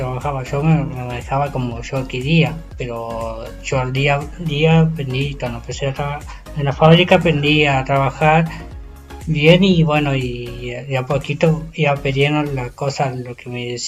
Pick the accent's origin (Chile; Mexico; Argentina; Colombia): Argentina; El Maitén, Chubut; Yo vengo de Maitén. Lugar, un pueblito que era chico y ahora se está haciendo grande y bueno, y cada día está creciendo el pueblo.